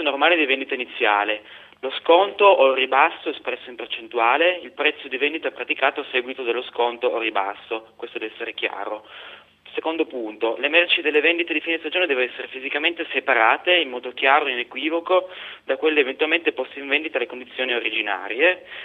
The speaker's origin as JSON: {"language": "Italian", "town": "Turin", "region": "Piedmont", "country": "Italy", "said": "Rispondendo all'ascoltatore di Torino, anch'io torinese"}